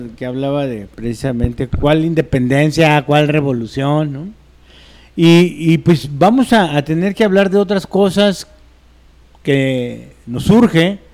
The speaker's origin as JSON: {"language": "Spanish", "country": "Mexico", "said": "este rollo choro que nos identifica como mexicanos"}